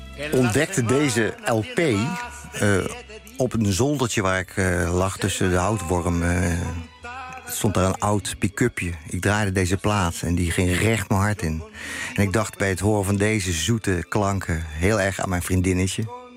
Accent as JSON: {"language": "Dutch", "region": "North Brabant", "country": "Netherlands", "tie": "born or raised there", "said": "En het leek ook op Brabant, met die gezelligheid waar ik opgroeide."}